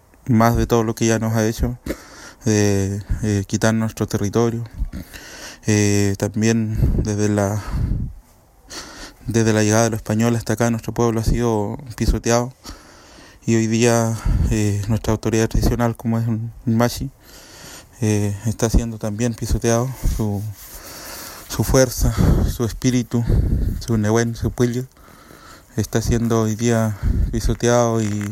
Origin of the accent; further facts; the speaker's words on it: Los Lagos, Chile; soy machi de la nación mapuche, soy del territorio de la Futa Huillimapu.